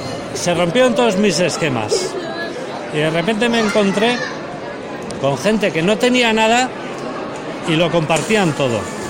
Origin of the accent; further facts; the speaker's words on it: Basque Country, Spain; calderero del Goierri.